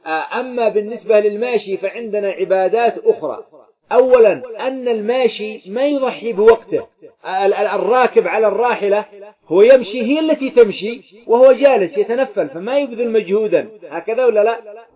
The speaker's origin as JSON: {"language": "Arabic", "country": "Yemen", "said": "خاصة بلدنا اليمن التقطعات والمشاكل فيها متوافرة"}